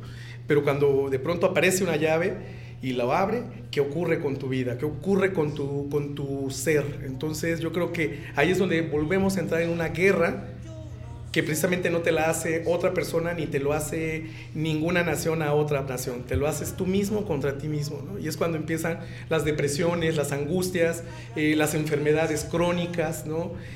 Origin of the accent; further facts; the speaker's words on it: Mexico; a mí como mexicano me decía, bueno, yo mismo decía, carambas, entonces si estas personas nunca han venido o nunca han estado en México